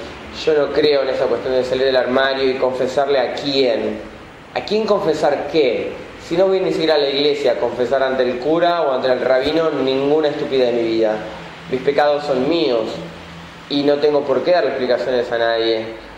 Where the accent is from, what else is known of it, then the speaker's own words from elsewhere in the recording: Merlo, Buenos Aires Province, Argentina; Tengo 36 años, soy de conurbano, soy del CONU, de Merlo, del barrio de Libertad.